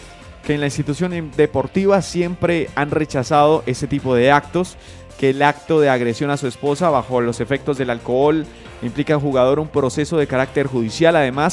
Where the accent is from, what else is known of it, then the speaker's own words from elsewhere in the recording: Colombia; la verdad sí me genera un poco de desconfianza a mí como colombiano